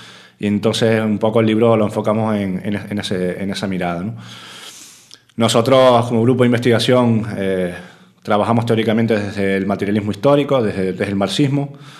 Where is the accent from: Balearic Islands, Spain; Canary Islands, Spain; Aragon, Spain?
Canary Islands, Spain; venimos desde Canarias a presentar este pequeño librito